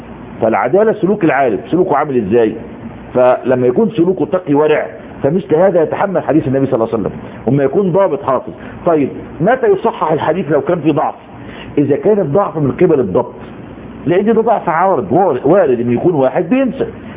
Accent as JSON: {"language": "Arabic", "country": "Egypt", "said": "وكان قديما عندنا في مصر ويسمى علم الوجادة"}